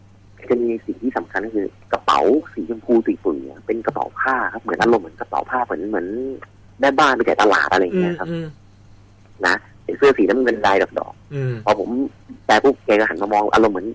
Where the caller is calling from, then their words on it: Chonburi, Thailand; อยู่ที่บ้านครับที่ชลบุรี